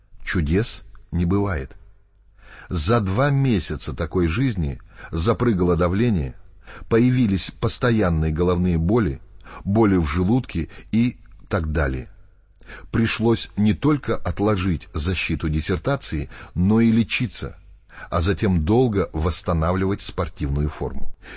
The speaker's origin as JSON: {"language": "Russian", "region": "Moscow", "country": "Russia", "tie": "born there", "said": "Я родился в Москве, в семье профессора японского языка."}